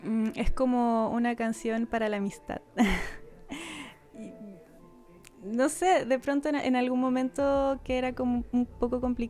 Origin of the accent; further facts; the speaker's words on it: Quilpué, Valparaíso, Chile; now in Valparaíso, Chile; Mitad Quilpué, mitad Valparaíso, porque como la adolescencia la pasé en Quilpué y después me vine a Valpo, estuve como 2 años creo viviendo en Valparaíso y ahora volví y me fui a vivir al cerro, a Quilpué, al cerro, un lugar muy hermoso con muchos árboles.